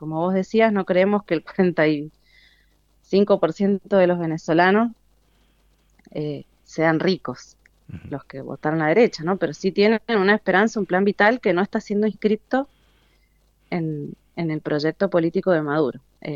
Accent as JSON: {"language": "Spanish", "country": "Argentina", "said": "hoy como argentinas y argentinos somos digamos, el modelo a mirar sobre lo que no hay que hacer"}